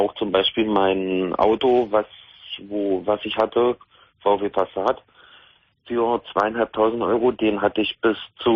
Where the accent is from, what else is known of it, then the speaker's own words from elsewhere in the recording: Magdeburg, Saxony-Anhalt, Germany; Ich komme aus Magdeburg.